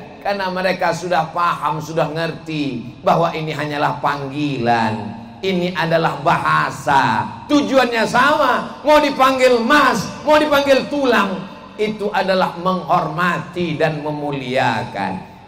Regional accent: Sumatra, Indonesia; Saya ini dari Pulau Sumatera. Dari Pulau Sumatera ini manggil paman itu manggilnya tulang.

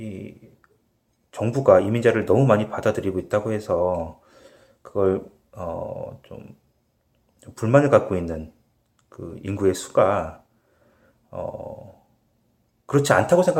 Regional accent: Seoul, South Korea; 서울에서 태어나서 거기서 뭐 줄곧

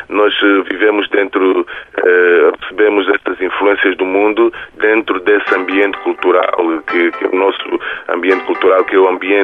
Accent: Angola; eu como angolano também

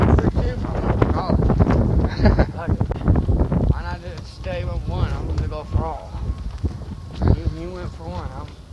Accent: Oakland, California, United States; I'm from here, California.

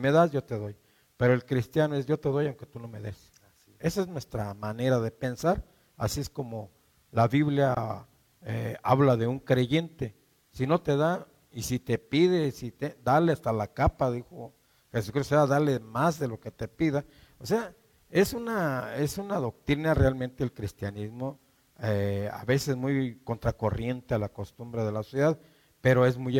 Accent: Mexico; Nosotros hemos visto, como pueblo mexicano, que los mexicanos somos muy dados a ayudarnos.

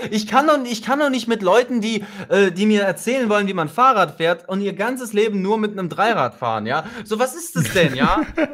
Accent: Russia; Ich komme ja aus Russland so, und in Russland ist es vollkommen normal

